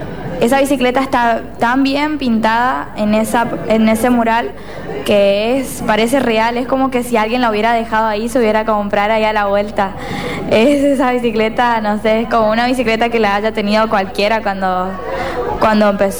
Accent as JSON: {"language": "Spanish", "town": "Barranqueras", "region": "Chaco", "country": "Argentina", "also_born_or_lived": "Resistencia", "said": "de Barranquera, Chaco. Saliendo de primaria me tuve que ir a Resistencia"}